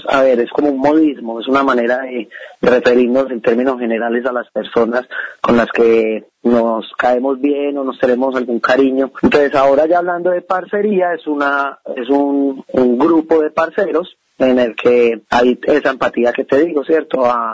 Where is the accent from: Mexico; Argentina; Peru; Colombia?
Colombia; Medellín, Antioquia; Soy de Colombia, de Medellín, Colombia.